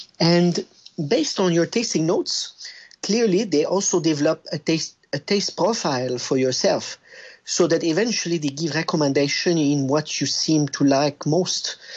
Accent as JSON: {"language": "English", "region": "Quebec", "country": "Canada", "accent": "French", "second_language": "English", "said": "My French accent betrays that I'm from a French country, but I'm actually from Canada. I'm from Quebec."}